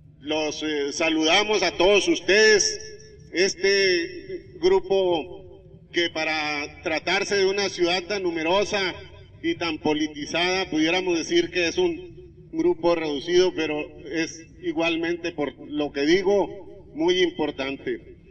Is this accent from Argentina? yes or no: no; Chihuahua, Mexico; no es muy satisfactorio decir que venimos de Chihuahua, un estado donde la muerte campea